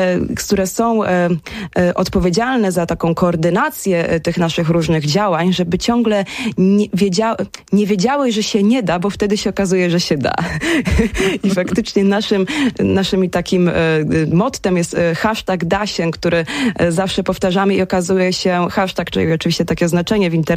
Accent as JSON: {"language": "Polish", "town": "Suwałki", "region": "Podlaskie Voivodeship", "country": "Poland", "said": "Ja jestem z Suwałk, stąd ten temat był zawsze mi bardzo bliski."}